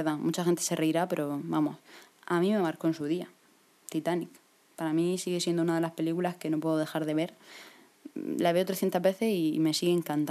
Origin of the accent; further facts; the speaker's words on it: Murcia, Region of Murcia, Spain; pues soy de Murcia, mido 1,69.